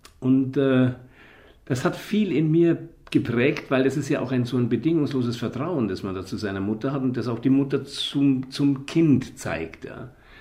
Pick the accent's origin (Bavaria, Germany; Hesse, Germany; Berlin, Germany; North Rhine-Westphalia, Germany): Bavaria, Germany; Munich; Ja, München ist natürlich meine Heimat gewesen, meine örtliche Heimat.